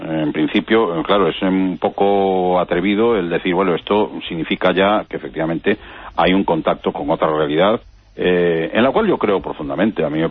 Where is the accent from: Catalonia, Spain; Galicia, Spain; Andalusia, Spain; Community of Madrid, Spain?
Galicia, Spain; Sí, sí, sí. Bueno, y por supuesto la tenemos en el pueblo, en muy cerca, en Portugal, ¿no?